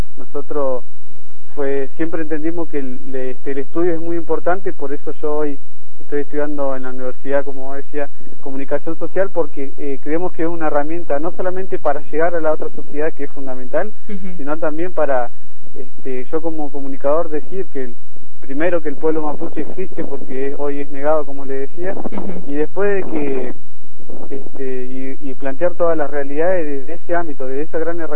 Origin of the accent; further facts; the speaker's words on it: Patagonia, Argentina; es difícil hoy vivir como argentino, pero como decía, hay muchas cosas que te dan aliento. Una de las cosas es el gran paisaje que tenemos aquí en la Patagonia.